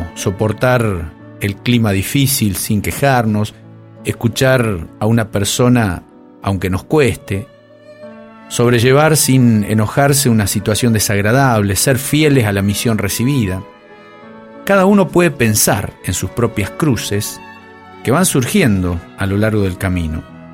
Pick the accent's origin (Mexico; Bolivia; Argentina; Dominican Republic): Argentina; Arteaga, Santa Fe; Hace varios años, el padre Ángeles Groy, que era párroco de mi pueblo natal de Arteaga, hizo hacer a unos carpinteros una cruz larga y pesada.